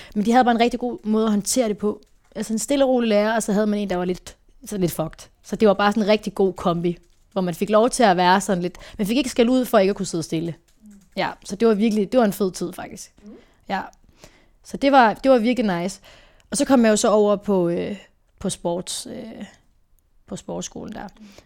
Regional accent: Herning, Central Denmark Region, Denmark; now in Aarhus, Denmark; der flyttede jeg lige til Aarhus, jeg kommer fra Herning af, så i mellemtiden flyttede jeg til Aarhus.

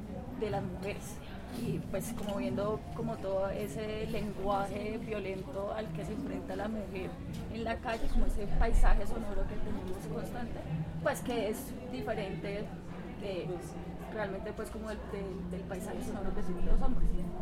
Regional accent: Colombia; soy de Colombia, hago parte de un colectivo de Colombia

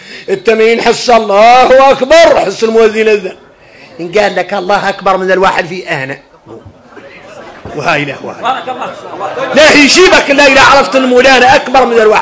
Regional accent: Mauritania; ولذلك اركنين نخلعوا احنا موريتاني من الصحاب.

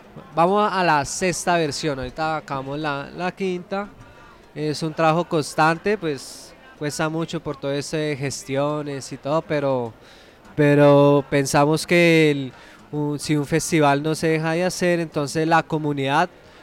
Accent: Bogotá, Colombia; yo vengo de la localidad de Ciudad Bolívar. … soy realizador audiovisual con esa localidad

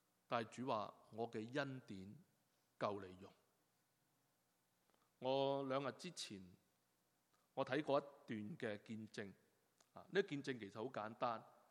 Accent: Hong Kong; now in Canada; 是加拿大国籍，基本上我是加拿大人，纵然我自己是由香港来，纵然我是流着中国人的血，但我来到加拿大，我现在入了籍的时候，我是一个加拿大人，

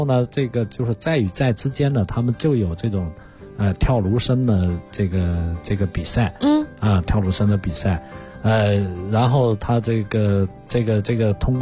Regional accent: Guangxi, China; 我是广西人啊，就是我们广西柳州有一个县叫三江县

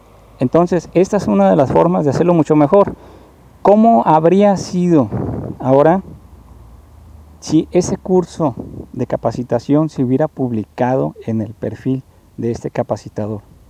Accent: Mazatlán, Sinaloa, Mexico; Yo soy de Mazatlán también

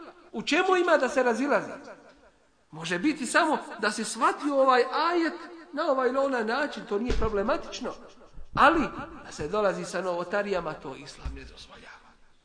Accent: Bosnia & Herzegovina; takvi su na birou za zapošljavanje kod nas u Bosni.

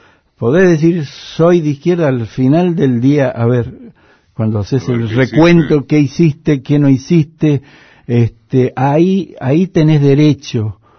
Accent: Mendoza, Argentina; y Mendoza, lo digo como mendocino, como quien conoce bien el paño, es el emporio de las derechas.

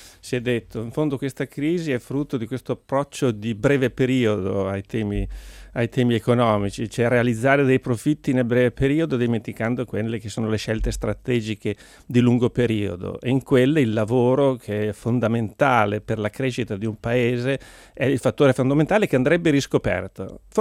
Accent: Mantua, Lombardy, Italy; Sono cresciuto in ambiente cattolico, nella provincia lombarda, sono di Mantova.

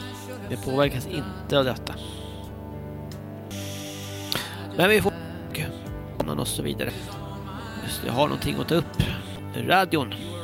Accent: Stockholm, Stockholm County, Sweden; Jag kommer från Stockholm

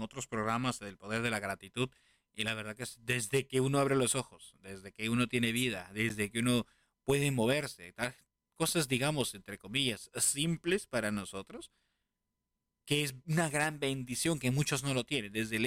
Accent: Lima, Peru; born there; como dicen en Lima, donde yo nací, Perú

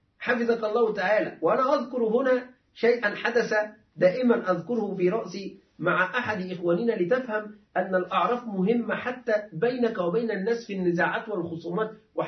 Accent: Egypt; فمعلش عندنا نحن العرف المصري معلش يعني أنا آسف

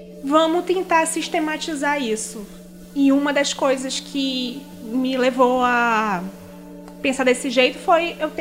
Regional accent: Manaus, Amazonas, Brazil; also born or lived in Rio Grande do Sul; now in São Paulo, Brazil; eu sou gaúcha. Minha família... É do Nordeste, eu fui criada em Manaus.

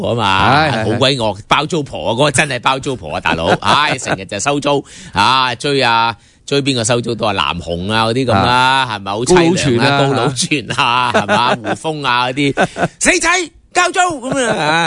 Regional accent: Hong Kong; 我们香港人的普选国际社会关注是必须的

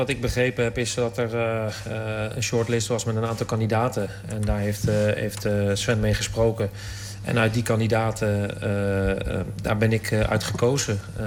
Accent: The Hague, South Holland, Netherlands; born there; want ik ben geboren in Den Haag.

